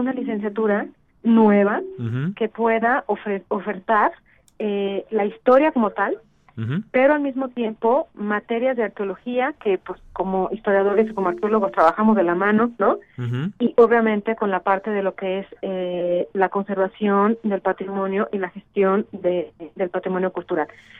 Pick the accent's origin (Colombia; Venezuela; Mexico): Mexico; México prehispánico o Mesoamérica, que como mexicanos, pues no podemos descuidar, ¿no?